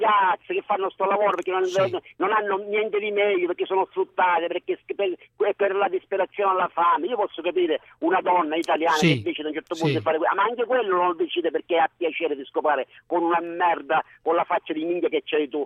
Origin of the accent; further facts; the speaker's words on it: Catania, Sicily, Italy; Ora, siccome sono catanese, ti parlo un po' catanese.